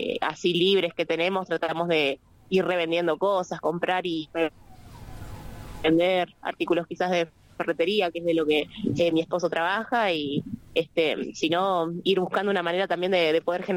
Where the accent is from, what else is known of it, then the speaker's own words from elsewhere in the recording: Buenos Aires, Argentina; acá estamos paseando, somos de Buenos Aires, estamos haciendo un poco de turismo acá en Merlo